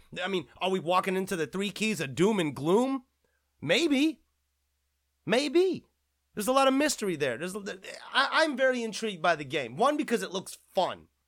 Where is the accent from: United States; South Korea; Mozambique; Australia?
South Korea; I'm an Asian American myself. I'm a Korean American. I come from Korea